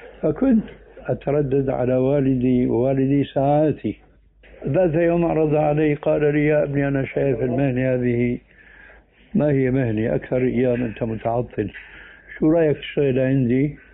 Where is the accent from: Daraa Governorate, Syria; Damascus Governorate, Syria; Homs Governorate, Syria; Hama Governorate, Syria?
Damascus Governorate, Syria; Damascus; moved away as an adult